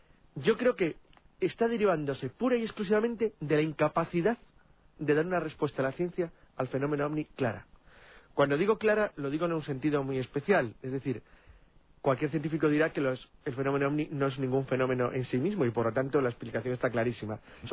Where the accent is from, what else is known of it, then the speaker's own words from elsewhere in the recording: Spain; Me llama mucha atención quizás porque soy español o europeo, y aquí el fenómeno chupacabras no existe.